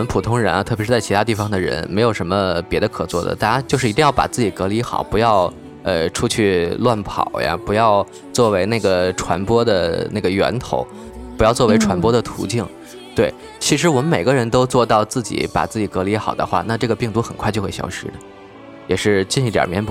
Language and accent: Chinese; China; 这可能就是作为中国人骨子里独有的吧